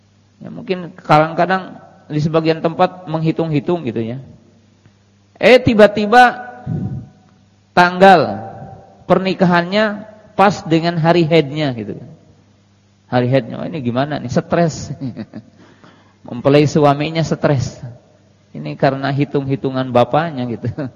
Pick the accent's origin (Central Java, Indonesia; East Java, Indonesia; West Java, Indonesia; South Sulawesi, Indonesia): West Java, Indonesia; atau dalam bahasa kita orang Jawa Barat dikerik dengan menggunakan benda.